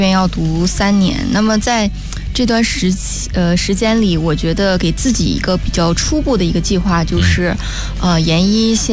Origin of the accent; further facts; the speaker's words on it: Beijing, China; 包括也回到北京，因为我家也是北京的，然后回到父母身边